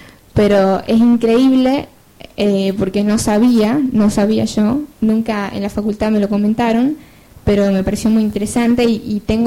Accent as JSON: {"language": "Spanish", "region": "Tucumán", "country": "Argentina", "said": "yo soy de Tucumán"}